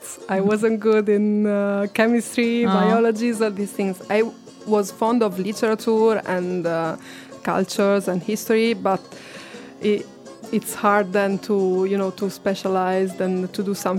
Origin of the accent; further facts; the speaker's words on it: Reggio Emilia, Emilia-Romagna, Italy; So I was raised in Reggio Emilia.